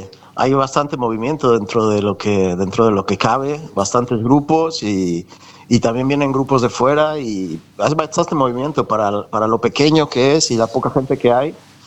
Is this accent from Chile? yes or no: no; Mexico; also born or lived in Colombia; now in Spain; Bueno, yo nací en Colombia, pero me crié en México.